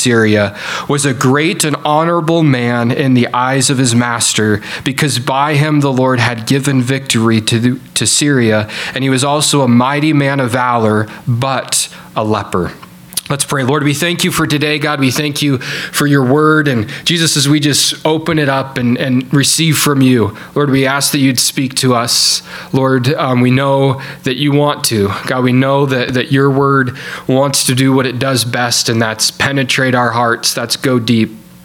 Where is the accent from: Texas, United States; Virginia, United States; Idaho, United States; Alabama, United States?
Idaho, United States; Salmon; I'm from Salmon, Idaho, a bit middle of Idaho.